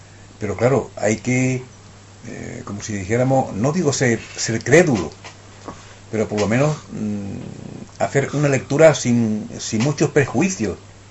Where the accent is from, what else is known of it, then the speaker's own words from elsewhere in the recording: Badajoz, Extremadura, Spain; also born or lived in Seville; Pero es que yo me he criado en Badajoz.